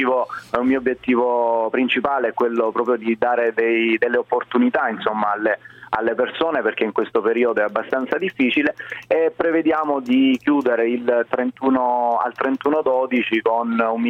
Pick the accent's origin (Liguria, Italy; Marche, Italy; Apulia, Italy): Apulia, Italy; Casarano; Io sono salentino, vengo da Casarano